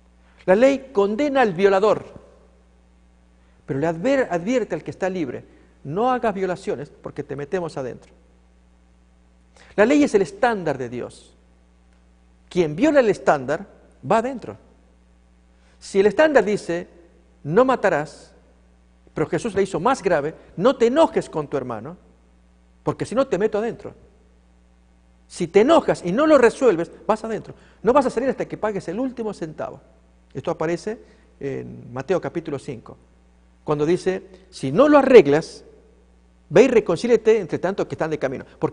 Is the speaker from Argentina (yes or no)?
yes; Tucumán, Argentina; Cuando yo niño, viví un tiempo frente a una cárcel, allí en mi provincia Tucumán de Argentina.